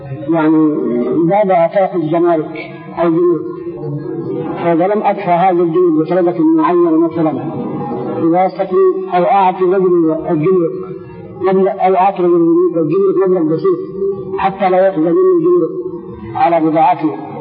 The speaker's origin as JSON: {"language": "Arabic", "country": "Sudan", "said": "طيب عندنا في السودان"}